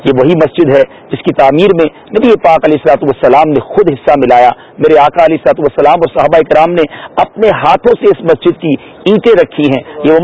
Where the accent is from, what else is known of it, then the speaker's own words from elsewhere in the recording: Karachi, Sindh, Pakistan; ہم باب المدینہ کراچی سے ہیں.